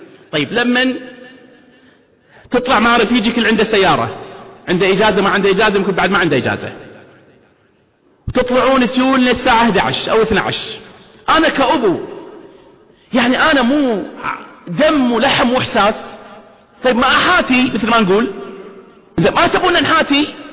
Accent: Kuwait; طبعا بلدنا الكويت لها الحصة الكبرى أو كبيرة

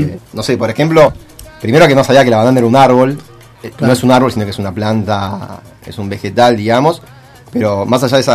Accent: Argentina; porque somos pocos argentinos, digamos, está bastante arriba para lo que es la cantidad de población

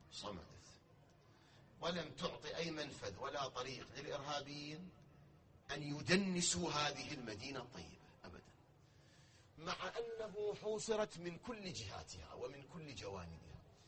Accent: Iraq; كلامي للي يتابعون الآن بالفضائيات في العالم على مستوى بلدنا العراق

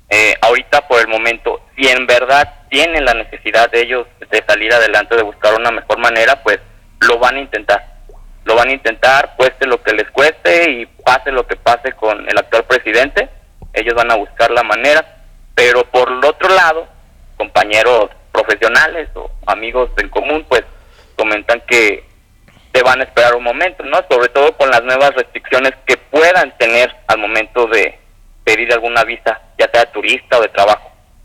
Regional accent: Mexico; Hay que ver que estamos unidos como mexicanos

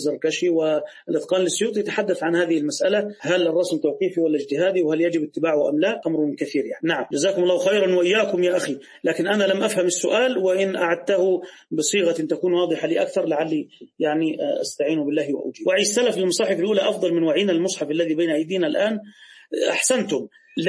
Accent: Egypt; عندنا في مصر الزوجة إذا أراد والدها تزويجها يجهزها بمبلغ وقدره

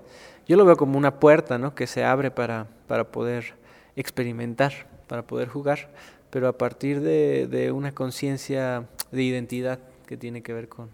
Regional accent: Coyoacán, Mexico City, Mexico; born there; sí nací en México, y nací específicamente en Coyoacán, que es un lugar muy, muy interesante desde mi punto de vista, porque es una mezcla para mí de campo y de urbanidad, ¿no? Siempre lo fue

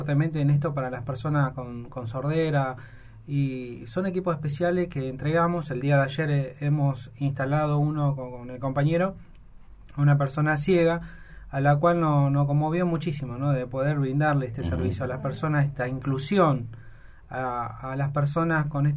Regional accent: Chaco, Argentina; Yo vengo del Chaco del Impenetrable

